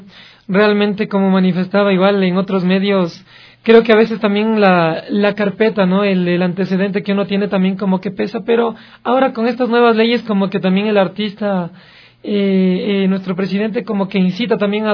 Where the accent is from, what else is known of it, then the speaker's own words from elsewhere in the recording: Quito, Pichincha, Ecuador; born there; Quito, que ha sido donde la ciudad donde yo nací y donde la ciudad donde yo me he puesto más retos.